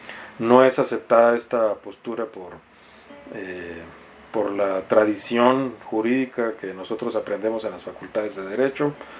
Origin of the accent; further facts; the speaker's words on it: Mexicali, Baja California, Mexico; como yo soy oriundo de Mexicali